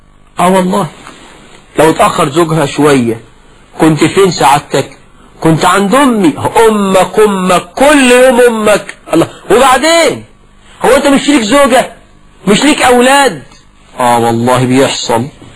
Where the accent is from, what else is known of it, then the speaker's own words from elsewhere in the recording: Egypt; ده مثلا عندنا في مصر. ويقول لك ربي يا خيبة للغيبة، ده مثل برضه مصري.